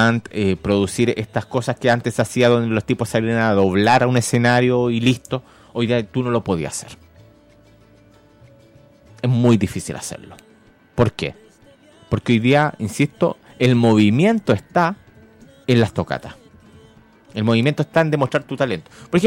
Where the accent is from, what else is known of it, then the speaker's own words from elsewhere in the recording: Concepción, Biobío, Chile; a mí, que soy penquista, me marca emociones clandestinas